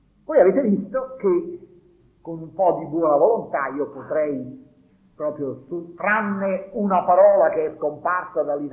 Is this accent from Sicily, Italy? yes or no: no; Naples, Campania, Italy; ancora oggi, io sono napoletano, nel dialetto napoletano